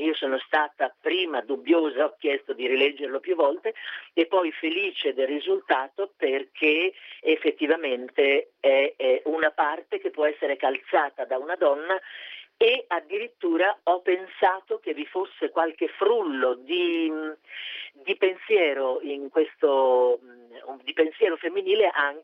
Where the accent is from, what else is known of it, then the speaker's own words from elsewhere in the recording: Milan, Lombardy, Italy; io l'ho interpretato con quelli che sono i miei caratteri, diciamo così, regionali, cioè io sono milanese